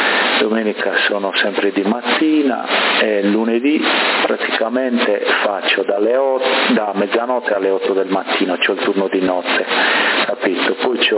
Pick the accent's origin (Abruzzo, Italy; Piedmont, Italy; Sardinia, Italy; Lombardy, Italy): Sardinia, Italy; Bonorva; now in Sassari, Italy; da ragazzo non vivevo a Sassari allora, no? E io vengo da Bonorva, quindi là avevamo la vigna, per cui da ragazzino aiutavo